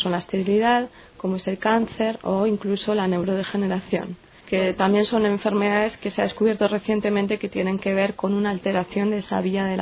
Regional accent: Madrid, Community of Madrid, Spain; moved away as an adult; now in France; soy española y vengo de Madrid. Y vine a hacer mi tesis a Francia.

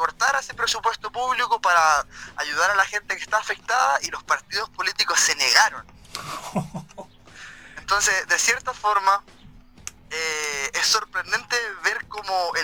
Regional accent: Coronel, Biobío, Chile; now in Mexico; Les saludo desde México. Yo soy coronelino de la Tierra del Carbón.

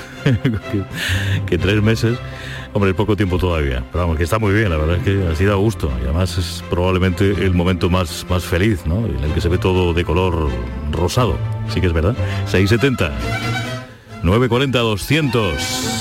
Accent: Andalusia, Spain; accent: Andalusian; Orgulloso siempre de nuestro acento andaluz, Andalucía, tierra grande, diversa.

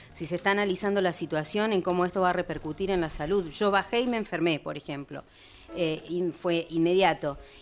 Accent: Plotier, Neuquén, Argentina; hablando del sur, que de allí somos con Julia, un poquito más del sur, yo soy de Neuquén, de Plotier

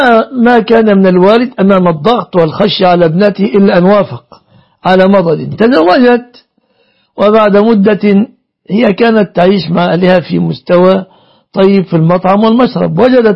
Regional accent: Egypt; إن عندنا في مصر جاءت بنت من أسرة مطرفة

